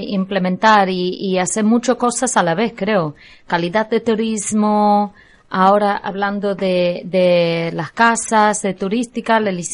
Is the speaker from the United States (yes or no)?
no; England, United Kingdom; I'm English. I don't cook English food.